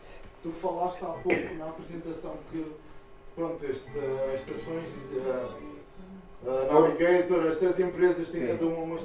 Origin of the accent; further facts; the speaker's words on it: Montijo, Setúbal, Portugal; Outra coisa, eu sou do Montijo.